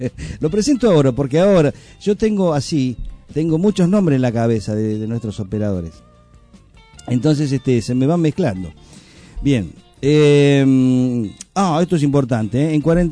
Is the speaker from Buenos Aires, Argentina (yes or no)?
yes; Buenos Aires, Argentina; Yo viniendo de Capital y siendo porteño